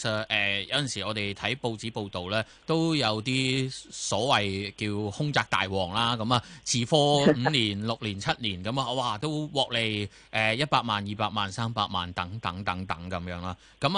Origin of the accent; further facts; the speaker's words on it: Hong Kong; 如果我哋香港人以至内地嘅朋友话，一见到呢啲就可能真係啊大吉利是咁样